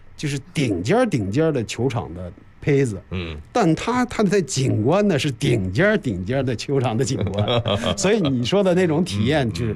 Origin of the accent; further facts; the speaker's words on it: China; 我们中国人